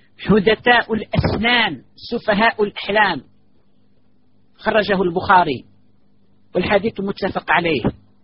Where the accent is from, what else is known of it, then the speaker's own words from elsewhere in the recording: Algeria; وهذا قد حدث عندنا في الجزائر وفي غير الجزائر